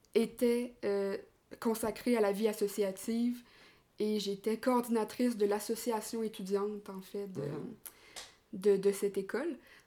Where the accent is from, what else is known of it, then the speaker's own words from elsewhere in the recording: Quebec, Canada; Déjà comme on peut l'entendre, je suis québécoise. Donc, j'arrive tout juste du Québec. Je suis en France actuellement pour faire du woofing